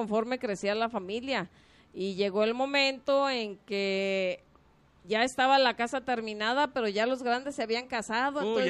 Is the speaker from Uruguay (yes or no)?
no; Tlaltenango, Mexico; Vida de niños en un pueblo se trata de trabajar un poquito entre juego y trabajo, pero fue muy divertido.